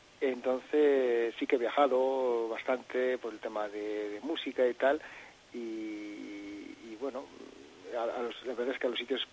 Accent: Catalonia, Spain; born there; Bueno, yo nací en Cataluña, ¿no? Mi padre es navarro

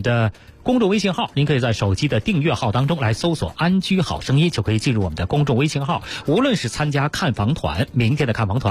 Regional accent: Beijing, China; 尤其是我们北京人对那儿哈、老觉得原来是一个出煤的地方，

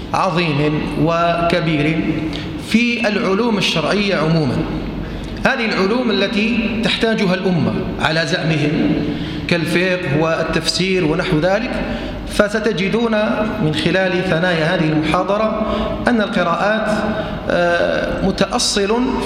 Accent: Algeria; وهذه في بلدنا الجزائر

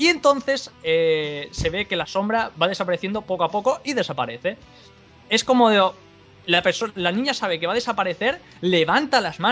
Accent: Spain; Y soy español, tío, y me duele decirlo

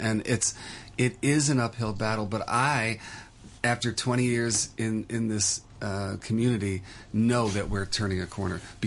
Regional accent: New York, United States; now in Hong Kong; I'm from New York, and Hong Kong is very much the same, apartment living.

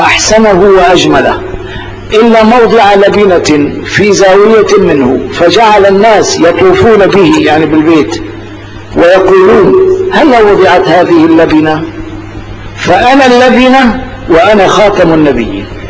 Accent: Morocco; فأعرفوا أنني أنا مغربي

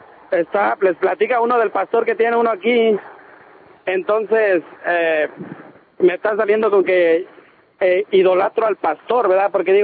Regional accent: Mexico; Mira, vengo yo de México y estando en México, ¿verdad?

